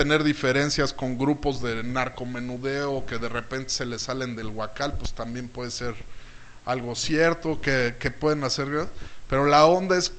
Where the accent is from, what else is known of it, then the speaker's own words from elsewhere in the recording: Mexico; Ya ese derecho lo estamos perdiendo como ciudadanos mexicanos